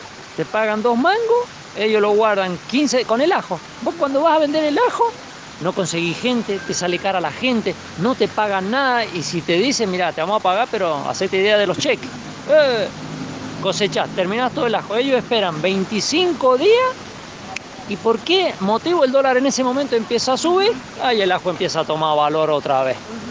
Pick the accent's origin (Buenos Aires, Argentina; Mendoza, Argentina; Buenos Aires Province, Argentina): Mendoza, Argentina; Fray Luis Beltrán; pertenezco a la asociación APPROCUYO y soy de Fray Luis Beltrán.